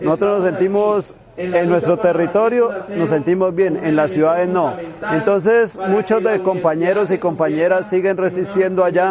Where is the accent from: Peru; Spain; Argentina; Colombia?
Colombia; Cauca; vengo del departamento del Cauca.